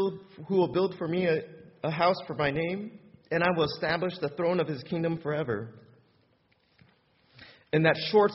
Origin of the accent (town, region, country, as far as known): Taiwan; English is a second language